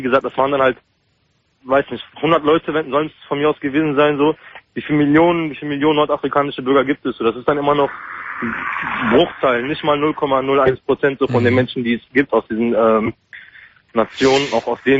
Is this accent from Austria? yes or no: no; Germany; born there; Ich bin gebürtig Deutscher, aber ich bin türkisch, ja, also türkischer Herkunft.